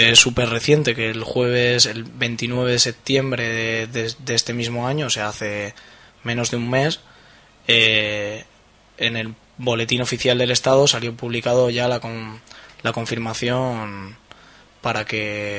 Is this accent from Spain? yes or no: yes; Burgos, Castile and León, Spain; Sí, venimos de Burgos, unos cuantos compañeros y compañeras.